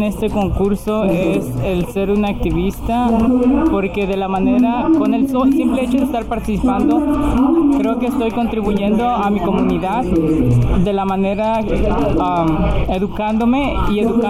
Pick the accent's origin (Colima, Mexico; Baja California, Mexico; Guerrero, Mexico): Guerrero, Mexico; Porque soy de Guerrero, soy de la parte de la costa y siempre me ha encantado el mar.